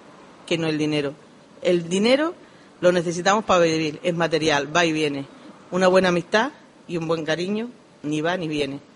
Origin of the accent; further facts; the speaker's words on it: Granadilla, Extremadura, Spain; Yo soy del norte de Extremadura, hijo de Granadilla, Pantano de Gravil y Galán, a 30 kilómetros de Plasencia, pegando con las Urdes, Jerte y la zona del Ambró. En mi tierra, pues es de cultivo.